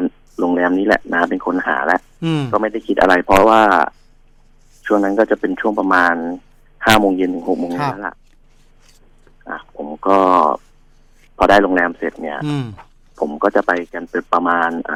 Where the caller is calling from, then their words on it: Chonburi, Thailand; ผมโทรมาจากชลบุรีครับ